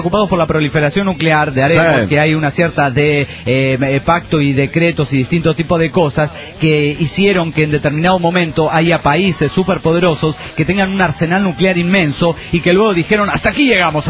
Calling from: Trujillo, La Libertad, Peru; de Trujillo, Perú.

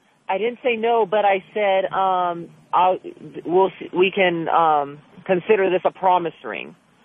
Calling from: Burbank, California, United States; No, I'm calling from Burbank.

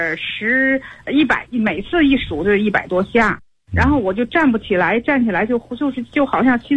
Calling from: Tianjin, China; 我是天津的那个河西区的学员。

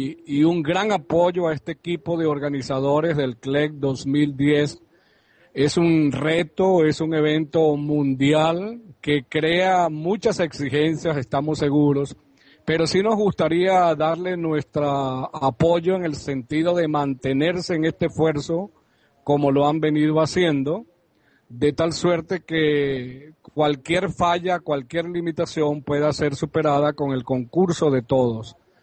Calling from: Barinas, Venezuela; Estoy llamándola desde Barinas.

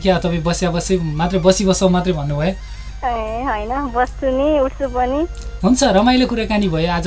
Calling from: Pokhara, Gandaki Province, Nepal

